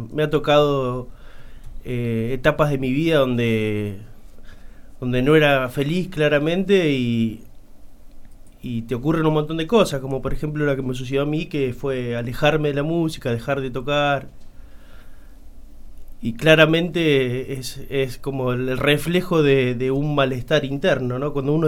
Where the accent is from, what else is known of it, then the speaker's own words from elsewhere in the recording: Santa Rosa, La Pampa, Argentina; Yo nací acá en Santa Rosa.